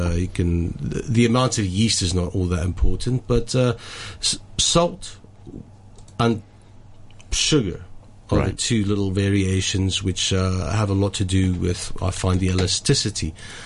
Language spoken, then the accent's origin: English; South Africa; I'm from South Africa.